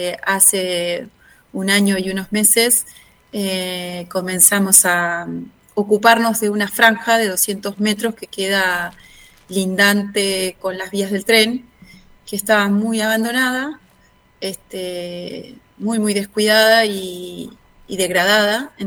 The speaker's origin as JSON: {"language": "Spanish", "town": "Núñez", "region": "Buenos Aires", "country": "Argentina", "said": "En realidad somos de Núñez, porque Saavedra es un poquito más vecinos."}